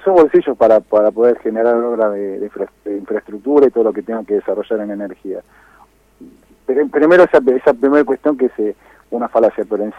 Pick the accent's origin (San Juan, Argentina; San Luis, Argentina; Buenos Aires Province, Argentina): Buenos Aires Province, Argentina; Moreno